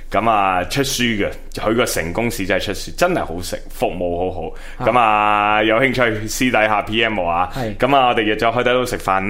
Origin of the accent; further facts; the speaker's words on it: Hong Kong; 一入到去我就可能作为香港人，虽然喺大陆去太多年，但系啲普通话始终唔正嘅。